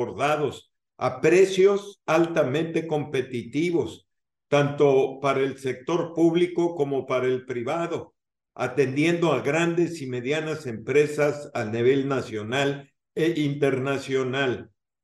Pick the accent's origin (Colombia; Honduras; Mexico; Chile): Mexico; lo que necesitamos como sociedad, como mexicanos